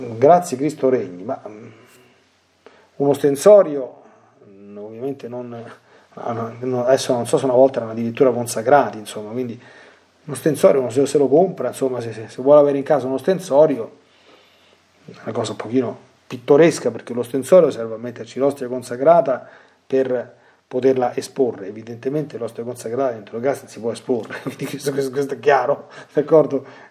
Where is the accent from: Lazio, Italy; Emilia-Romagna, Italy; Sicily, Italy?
Lazio, Italy; qui è successo dalle mie parti un pochino di anni fa, e con il fenomeno qui da queste parti nel sud del Lazio